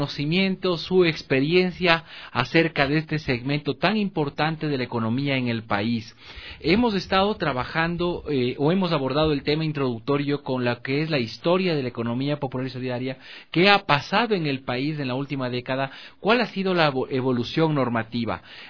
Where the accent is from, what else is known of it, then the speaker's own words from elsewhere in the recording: Ambato, Tungurahua, Ecuador; Es un orgullo, es muy bonito para quienes somos de Ambato haber estudiado en el Patrón Bolívar.